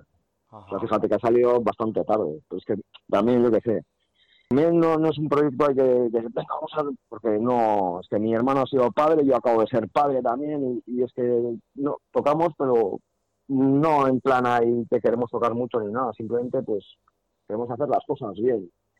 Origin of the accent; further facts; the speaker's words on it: Zumárraga, Basque Country, Spain; Pues, aquí en Guipúzcoa, si lo que hemos tocado así en Guipúzcoa, aquí en, porque yo soy de Zumárraga